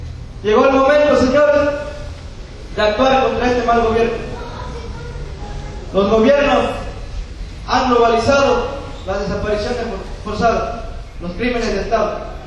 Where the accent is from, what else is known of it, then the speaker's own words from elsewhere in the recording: Mexico; Nosotros, como mexicanos, ya estamos cansados